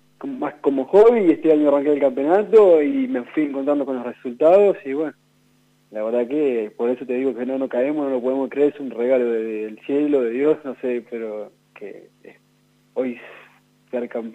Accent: Catriló, La Pampa, Argentina; now in Santa Rosa, Argentina; soy pampeano, pero bueno, soy catrilense, nací en Catriló y bueno, hace ya unos 10 años que estoy viviendo acá en la capital pampeana

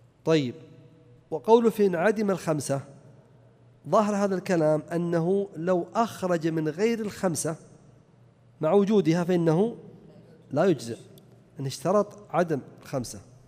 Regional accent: Najd, Saudi Arabia; فإذا كان الناس لا يأكلونه كما عندنا في نجد وأظن أكثر البلدان كذلك

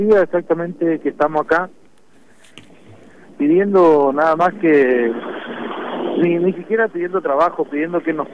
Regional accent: Quitilipi, Chaco, Argentina; Nosotros somos de Quitilipi, estamos a 180 kilómetros de la capital

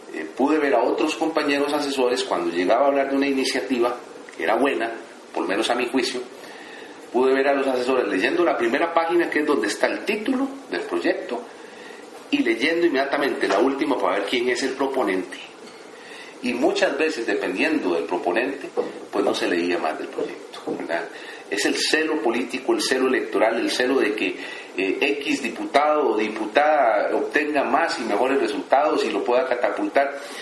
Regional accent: Costa Rica; nos encontramos como buenos ticos que somos todos

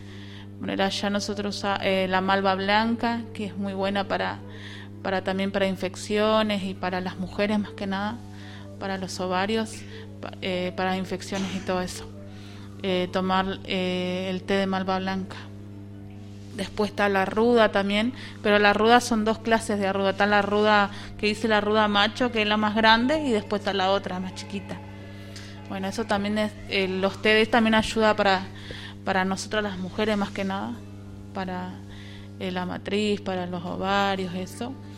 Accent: San Vicente, Misiones, Argentina; born there; Nací en Misiones. Ah. O sea, el lugar donde nací es San Vicente de Misiones, que es el cuarto municipio de la capital, que es Posada.

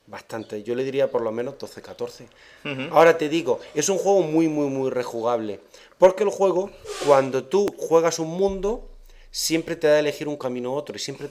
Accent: Spain; Te estoy diciendo lo español porque soy español.

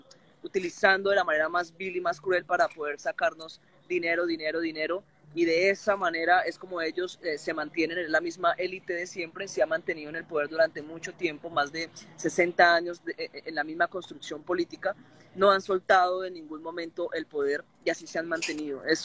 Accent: Colombia; nos hemos tenido que aguantar como pueblo colombiano la masacre de nuestros líderes sociales y pueblo campesino en Colombia

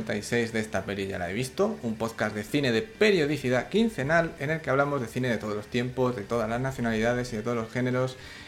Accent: Salamanca, Castile and León, Spain; de Salamanca, y en este episodio que no tiene nada especial

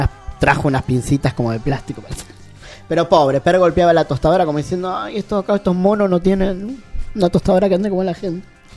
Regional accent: Rosario, Santa Fe, Argentina; es recordar la visita de … Rosario, por primera vez a mi ciudad natal.

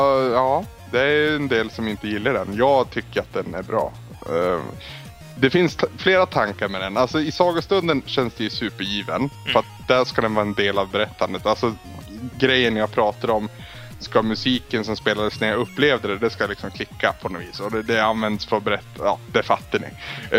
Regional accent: Norrland, Sweden; jag har svårt att ta cred för att jag är en kille från Norrland liksom.

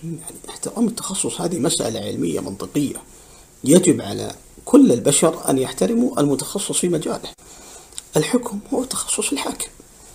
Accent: Saudi Arabia; نحن كسعوديين تربينا منذ نعومة أظفارنا على الولاء

